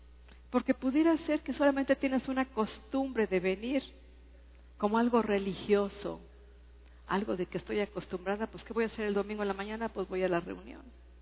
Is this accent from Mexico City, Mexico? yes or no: no; Durango, Mexico; Yo soy de Durango y me han picado 3 alacranes y no me hicieron nada.